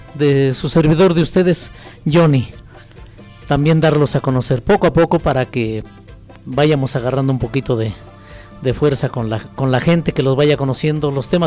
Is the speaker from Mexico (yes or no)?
yes; Panoaya, Mexico; born there; yo soy originario de Panoaya, ahí nací, pero estoy radicando en un lugar que se llama Pueblo Nuevo, a un lado de San Rafael.